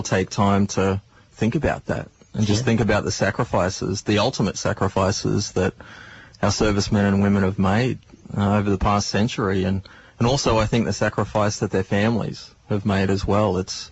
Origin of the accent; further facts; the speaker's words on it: Australia; And I think, as an Australian, I think everyone should know how to play.